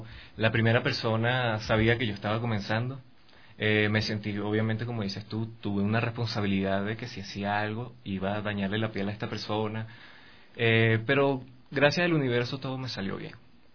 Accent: Venezuela; trabajé con unos chicos allá en mi país, o sea, en Venezuela, en sus tiendas de tatuajes.

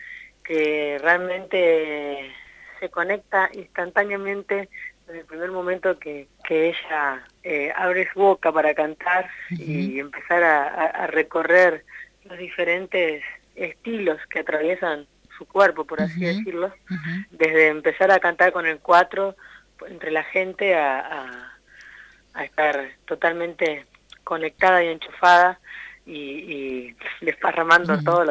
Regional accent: Ingeniero Luiggi, La Pampa, Argentina; now in Buenos Aires, Argentina; soy de Ingeniero Luigi, ya hace 18 años que me vine para Buenos Aires. Y bueno, aquí me crié, ¿no?

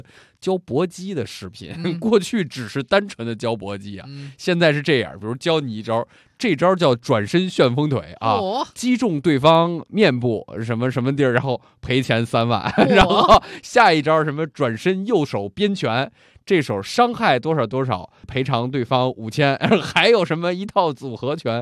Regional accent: Beijing, China; 怎么咱们北京人不喜欢送礼？

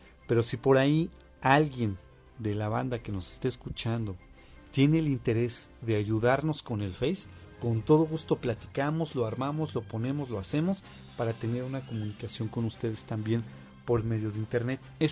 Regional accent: Mexico; Sí, Daniel, somos de México.

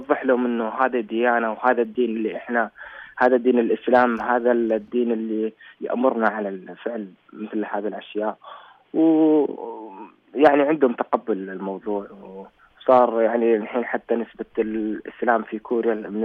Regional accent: Saudi Arabia; now in South Korea; لما تقول أنا مبتعث من أنا طالب من المملكة العربية السعودية

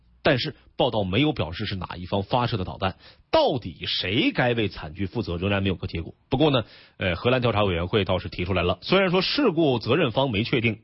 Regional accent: Northeast China, China; accent: Northeastern Mandarin; 是我有点东北话是吧

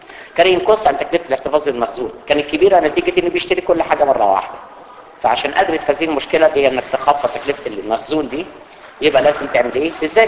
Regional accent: Egypt; ماليش دعوه انا بالبقاله اللي عندنا في مصر

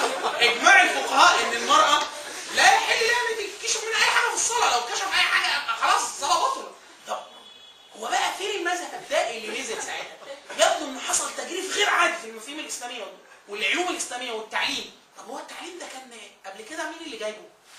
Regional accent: Upper Egypt, Egypt; يعني والدتي انا من الصعيد ومركز من مراكز الصعيد

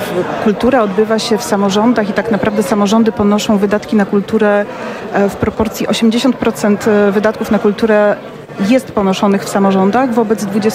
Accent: Płock, Masovian Voivodeship, Poland; pochodzę z małego miejsca, małej miejscowości w Polsce, pięknej, Płocka.

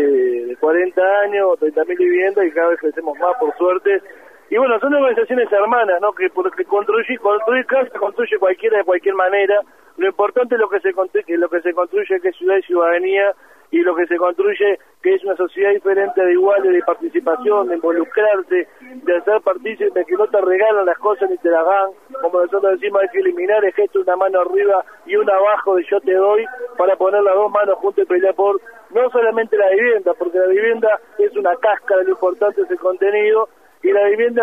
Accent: Uruguay; Y para nosotros como uruguayos, como parte también de toda esta gran patria de Latinoamérica

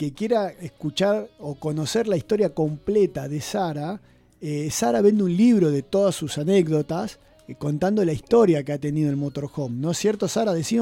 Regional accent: Buenos Aires, Argentina; now in Bariloche, Argentina; yo soy porteño, pero hace más de 20 años que estoy en Bariloche y ya me siento más barilochense.

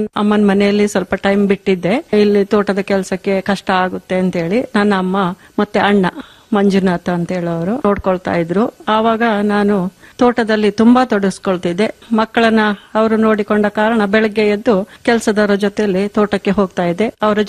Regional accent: Kambibane, Karnataka, India; ನನ್ನ ತವರು ಮನೆ ಸುಂಟಿಕೊಪ್ಪನಾಡು ಕಂಬಿಬಾಣೆ ಅಂತ ಹೇಳುವಂತ ಗ್ರಾಮ.

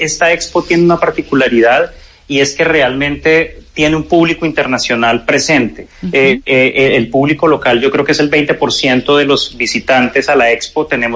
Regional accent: Colombia; conexión con lo que somos como colombianos.

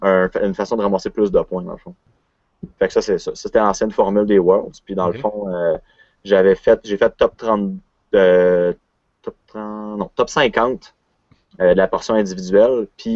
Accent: Quebec, Canada; now in Quebec City, Canada; 21 ans. Je viens de Québec. Je vis à Québec, mais je viens de la Beauce.

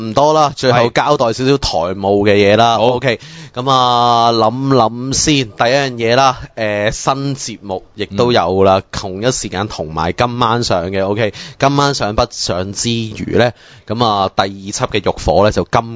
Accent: Hong Kong; 我對於我哋香港人嚟講

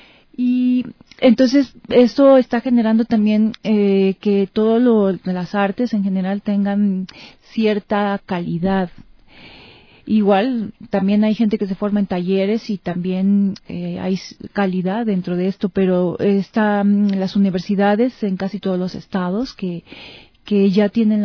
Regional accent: Mexico; En mi país este proyecto pues tiene un apoyo, una beca de las instancias culturales en mi país

